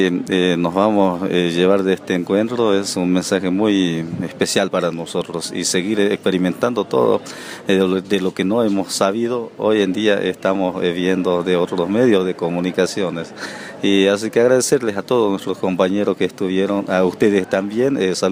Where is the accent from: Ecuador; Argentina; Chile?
Argentina; Santa Victoria Este, Salta; soy de Santa Victoria Este, en el departamento de Rivadavia.